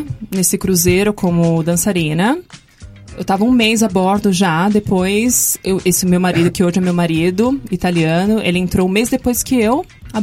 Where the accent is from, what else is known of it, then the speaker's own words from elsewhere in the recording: Guarulhos, São Paulo, Brazil; Sim, eu sou paulista. Eu sou paulista e sou de Guarulhos.